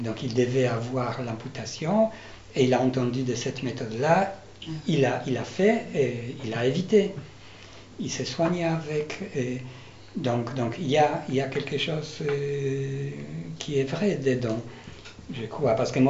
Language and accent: French; Poland; je suis polonais, et dans les années 90, en Pologne